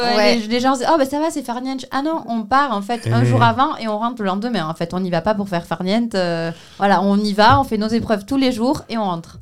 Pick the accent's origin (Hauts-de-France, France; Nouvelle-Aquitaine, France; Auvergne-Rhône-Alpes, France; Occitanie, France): Nouvelle-Aquitaine, France; Vielle-Saint-Girons; moi en plus, je suis originaire du Vielle-Saint-Girons, donc je connais beaucoup de monde.